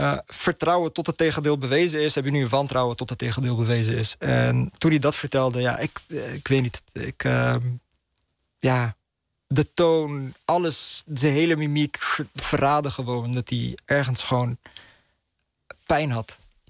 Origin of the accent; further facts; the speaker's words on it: Netherlands; om als Marokkaans-Nederlandse millennial op te groeien in het Nederland na 9-11